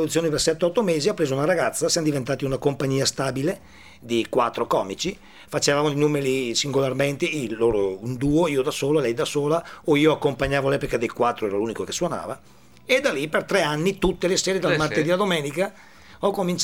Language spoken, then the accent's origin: Italian; Parma, Emilia-Romagna, Italy; ma vengo da Parma, faccio studente, solite cose.